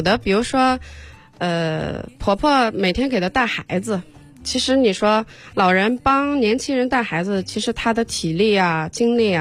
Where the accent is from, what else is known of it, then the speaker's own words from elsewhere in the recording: Sichuan, China; 我是南方人， 哦、 我是四川人，